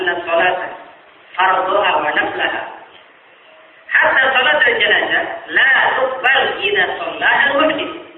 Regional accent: Sulawesi, Indonesia; Daerah Sulawesi sana, daerah saya

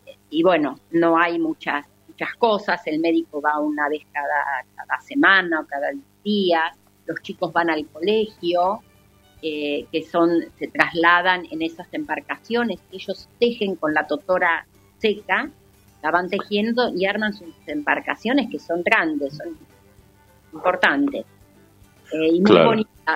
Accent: Argentina; Muy gritones somos los argentinos.

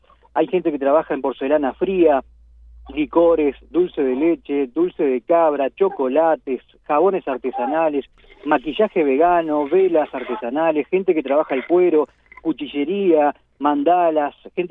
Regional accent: Durazno, Uruguay; Nosotros nacimos en Durazno, yo vivo en Durazno, soy de Durazno

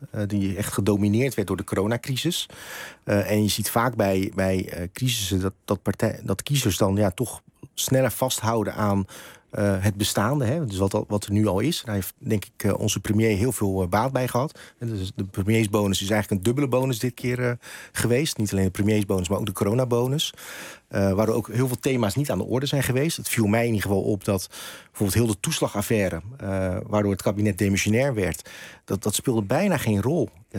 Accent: Rotterdam, South Holland, Netherlands; Ik ben gewoon geboren en getogen in Krooswijk.

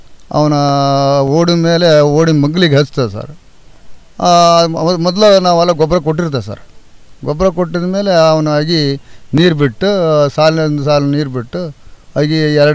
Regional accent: Hirekolasi, Karnataka, India; ಹಿರೇಕೊಳಸಿ sir.

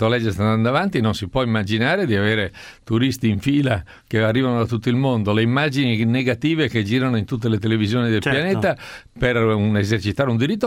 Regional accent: Ferrara, Emilia-Romagna, Italy; No, sono di Ferrara, Bassa Padana, e il sindaco di Roma deve essere un romano.

